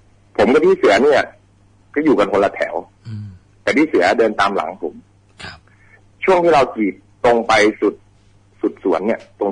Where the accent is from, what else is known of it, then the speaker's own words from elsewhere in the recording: Phayao, Thailand; ไม่ใช่ครับผมเป็นคนพะเยา